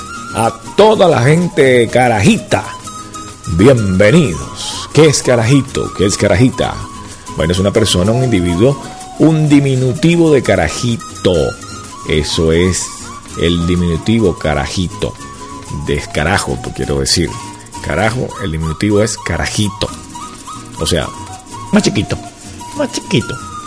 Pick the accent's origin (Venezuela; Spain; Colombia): Venezuela; aquí en Venezuela, chicos, somos machos, carajo.